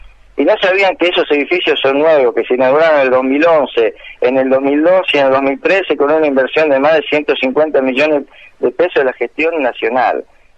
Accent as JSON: {"language": "Spanish", "town": "Rosario", "region": "Santa Fe", "country": "Argentina", "said": "soy de acá de Rosario, tengo 17 años y voy a la técnica 5, maestro mayor de obras."}